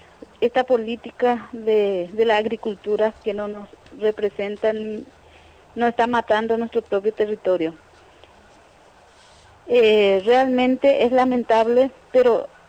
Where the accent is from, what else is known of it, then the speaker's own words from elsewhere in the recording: Caaguazú, Paraguay; Yo soy de departamento de Caguazú, de acá de Paraguay.